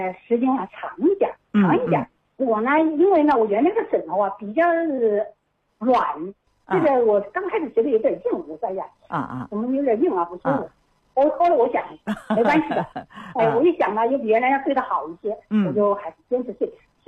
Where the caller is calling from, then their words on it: Wuhan, Hubei, China; 我是武汉